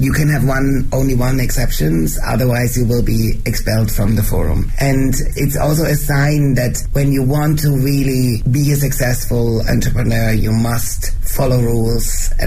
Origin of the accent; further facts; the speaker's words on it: Switzerland; first language German; English is a second language; now in Beijing, China; Even for me being Swiss and my mother tongue is German, it's very hard to express myself in English, but it's much easier, of course, than in Chinese